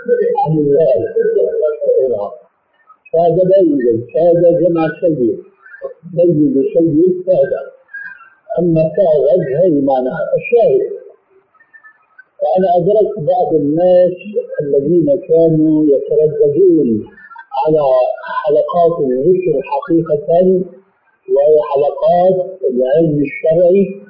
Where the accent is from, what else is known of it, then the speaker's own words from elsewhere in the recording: Syria; أول ما شاهدناه عندنا في سوريا